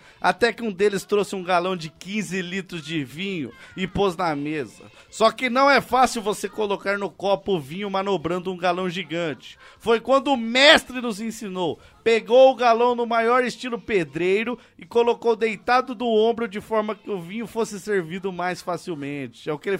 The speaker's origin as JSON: {"language": "Portuguese", "region": "Rio de Janeiro", "country": "Brazil", "said": "Sou de Rio das Pedras, Jacarepaguá, Rio de Janeiro, 22 anos."}